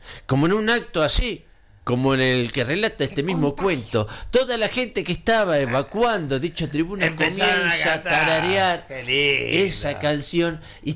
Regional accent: Uruguay; en silencio, como todo uruguayo, luego de una emoción tan grande, se queda callado

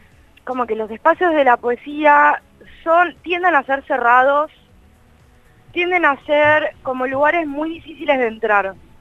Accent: Buenos Aires, Argentina; soy periodista, soy de Capital Federal.

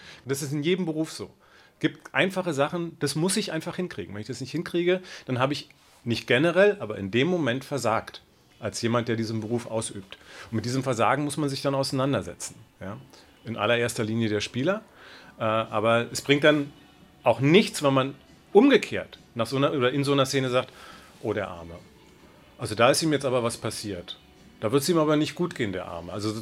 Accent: Berlin, Germany; ich bin Berliner und als Fan von Hertha BSC sozialisiert worden

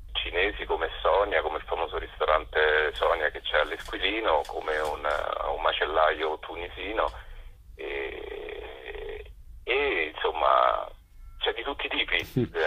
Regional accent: Rome, Lazio, Italy; Lo dico da romano

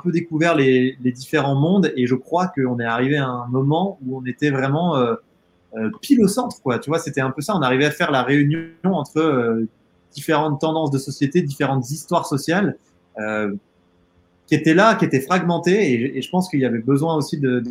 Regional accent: Auvergne-Rhône-Alpes, France; Enfin moi, j'ai grandi dans le Haut-Bugey, j'y suis là, chez mes parents, au milieu de la nature.

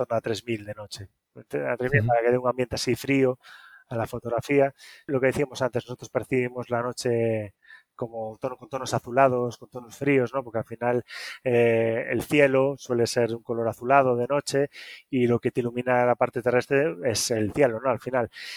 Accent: Galicia, Spain; y ahora otro en Galicia, que es de donde soy yo.

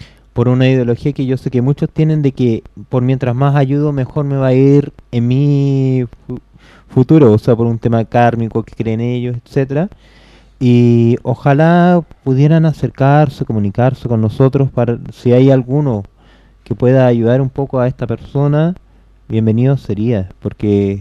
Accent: Chile; los cuales estarían representándome como chileno

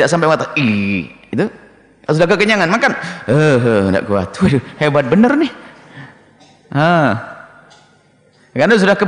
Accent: East Java, Indonesia; Orang Jawa Timur, ada orang Jawa Timur, saya Jawa Timur. Jadi di Jawa Timur ada namanya mentong

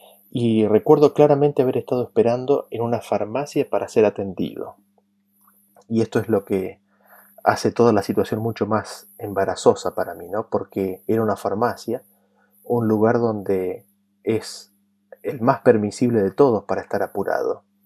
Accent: Argentina; Durante muchos años viví en otro país que era muy diferente a mi país de origen. De donde yo soy, de Argentina

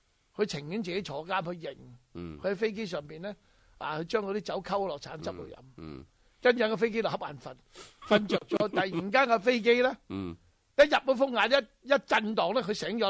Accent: Hong Kong; 用呢咁嘅暴力挑衅咧，就吓怕咗我哋香港人行使我哋公民权益

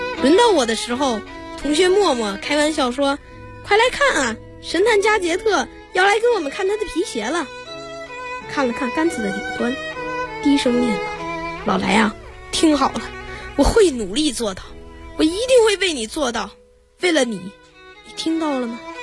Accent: Beijing, China; 我来自北京，我是一个学生。

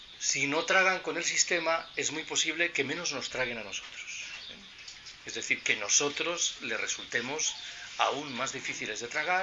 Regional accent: Galicia, Spain; Yo soy gallego. En Galicia se dice de eso de Betanzos.

